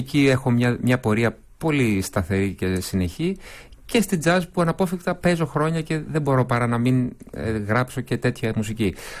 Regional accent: Tripoli, Peloponnese, Greece; γνωριζόμαστε από παιδιά, από έφηβοι, μεγαλώσαμε μαζί στην Τρίπολη και κάναμε εκεί τις πρώτες μας συναυλίες ως ανήλικοι.

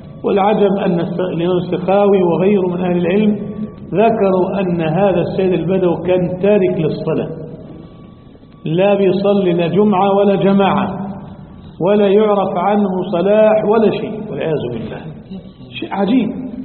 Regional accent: Egypt; له قبر عظيم المزار عندنا في مصر

